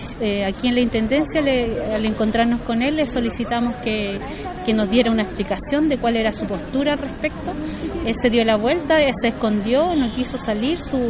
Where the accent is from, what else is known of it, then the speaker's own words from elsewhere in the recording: Coihue, Araucanía, Chile; soy de Coihue, comuna de Cholchol